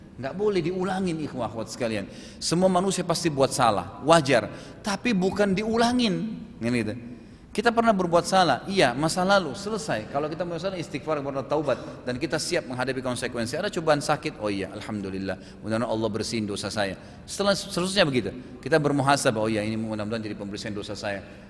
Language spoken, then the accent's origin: Indonesian; South Sulawesi, Indonesia; saya dari Sulawesi Selatan dan paman saya juga dari kami dari tinggal di sana dan nenek saya banyak dari turunan Bugis